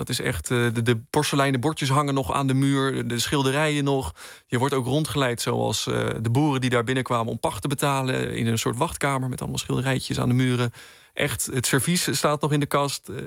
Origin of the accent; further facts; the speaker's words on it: Haastrecht, South Holland, Netherlands; Ja, ik kom dus uit Haastrecht. Ik ben er geboren en getogen.